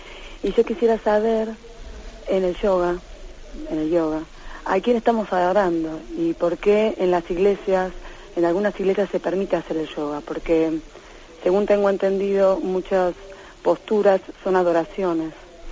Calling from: Madrid, Community of Madrid, Spain; de Madrid.

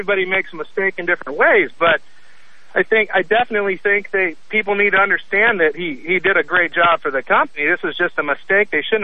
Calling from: Portland, Oregon, United States; I'm from Portland. Just wanted to talk about this issue with Boeing.

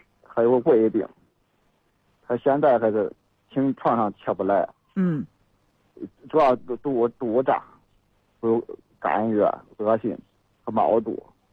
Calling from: Pingdingshan, Henan, China; 我是平顶山的。

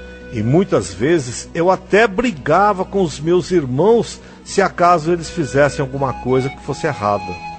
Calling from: Naviraí, Mato Grosso do Sul, Brazil; eu sou de Naviraí, no Mato Grosso do Sul.

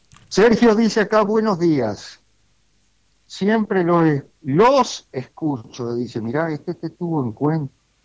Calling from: Neptunia, Canelones, Uruguay; del Remanso de Neptunia. Cualquier oyente puede pasar por acá y llevarse una planta sin cargo

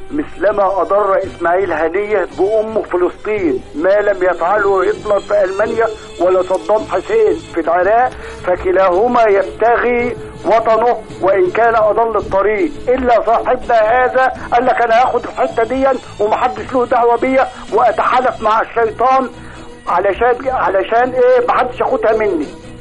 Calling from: Alexandria, Alexandria Governorate, Egypt; انا بكلم حضرتك من اسكندريه

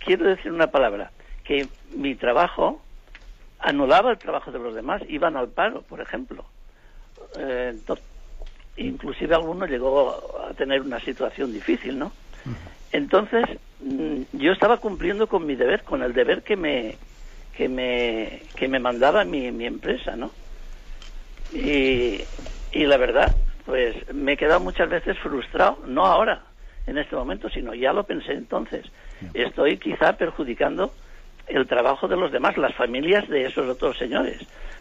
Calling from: Alicante, Valencian Community, Spain; de Alicante.

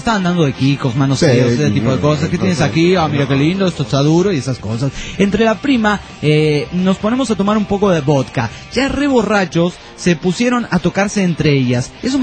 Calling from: Tinogasta, Catamarca, Argentina; de Tinogasta, Catamarca

